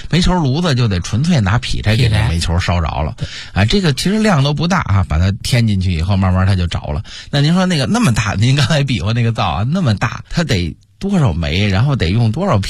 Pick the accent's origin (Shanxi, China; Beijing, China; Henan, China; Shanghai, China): Beijing, China; 咱们北京人都熟